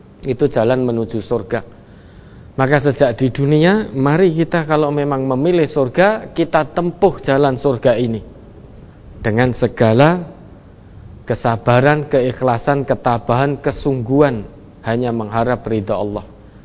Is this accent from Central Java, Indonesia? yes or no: yes; Surakarta, Central Java, Indonesia; Tidak harus saya asli Solo, matinya harus di Solo, tidak.